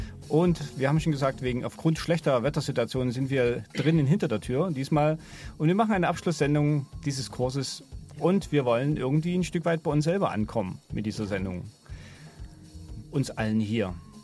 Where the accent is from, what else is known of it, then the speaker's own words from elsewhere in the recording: Dresden, Saxony, Germany; Also ich komme aus Sachsen, aus Dresden und da ist man schnell sehr unzufrieden mit Radio.